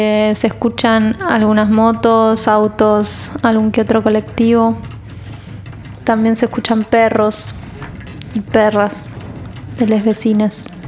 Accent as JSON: {"language": "Spanish", "town": "San Nicolás", "region": "Buenos Aires Province", "country": "Argentina", "moved": "as an adult", "lives_now": "Buenos Aires, Argentina", "said": "Yo soy del interior, de San Nicolás. Y me vine a los 18 a ir acá y estudiar música y seguir estudiando violonchelo"}